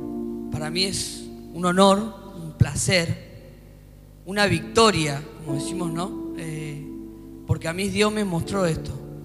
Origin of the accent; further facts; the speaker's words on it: Neuquén, Argentina; yo soy de Neuquén